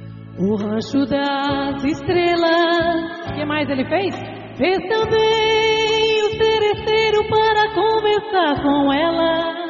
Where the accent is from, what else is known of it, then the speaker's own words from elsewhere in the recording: Brazil; Porque somos brasileiros e, como diz a música, é explicado por que escolhemos estar aqui.